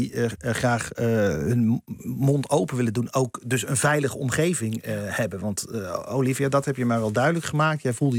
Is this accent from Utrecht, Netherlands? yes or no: yes; Abcoude, Utrecht, Netherlands; Ik kom uit Apkoude